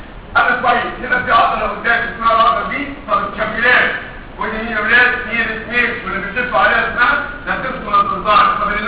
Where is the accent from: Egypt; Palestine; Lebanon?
Egypt; احنا كمصريين بنتحط جدا الى مثل اسوء الاستحاله.